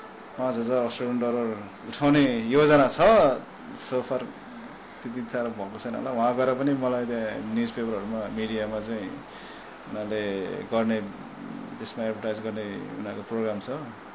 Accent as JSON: {"language": "Nepali", "town": "Pokhara", "region": "Gandaki Province", "country": "Nepal", "tie": "born or raised there", "said": "म पोखरामै हुर्केँ तर पोखराबाट त्यहाँदेखि नै अन्नपूर्ण र माछा पुछ्रे जहिले त्यहाँ हाम्रै घर अगाडि"}